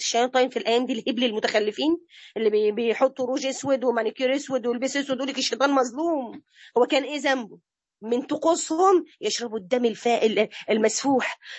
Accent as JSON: {"language": "Arabic", "country": "Egypt", "said": "ده احنا عندنا في مصر مزارع خنازير"}